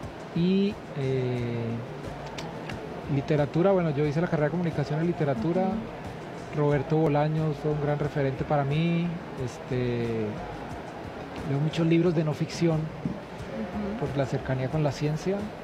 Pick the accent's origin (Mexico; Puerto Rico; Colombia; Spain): Puerto Rico; de música crecí, mi niñez transcurrió en Puerto Rico, entonces quedé infectado de la salsa